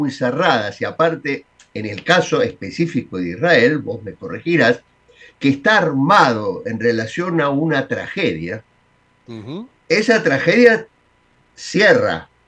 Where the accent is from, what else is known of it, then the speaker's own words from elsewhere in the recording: Argentina; pero bueno, sí, soy argentino.